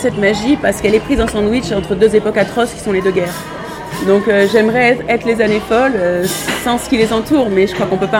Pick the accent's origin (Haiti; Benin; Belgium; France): France; Paris, Île-de-France; born there; Si, je suis née à Paris.